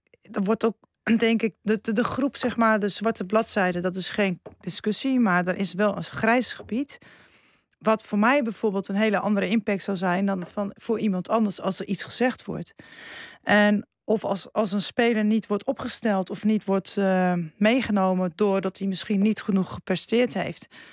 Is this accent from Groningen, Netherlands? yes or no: yes; Groningen, Netherlands; Kijk, ik kom uit Groningen.